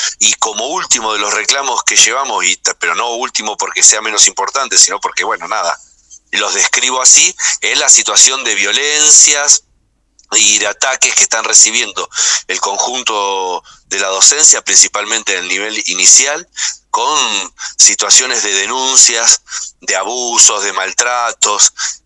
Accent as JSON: {"language": "Spanish", "town": "Moreno", "region": "Buenos Aires Province", "country": "Argentina", "said": "soy de Moreno, no de Más Corpache."}